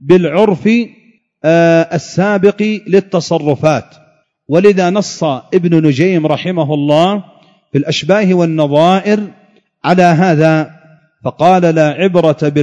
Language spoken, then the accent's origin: Arabic; Yemen; كانت عندنا في اليمن بالريال الفرنسي هذا